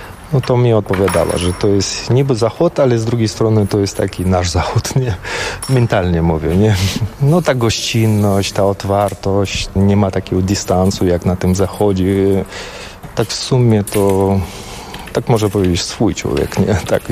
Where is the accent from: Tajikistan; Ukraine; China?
Tajikistan; Polish is a second language; now in Poland; pochodzę z gór i tu jest był taki teren górski, prawda, te Bieszczady, chociaż mało przypominający nasze góry, gdzie tam 7 tysięcy wysokości, bo to największe góry całym Związku Radzieckim byli właśnie u nas w Tadżykistanie.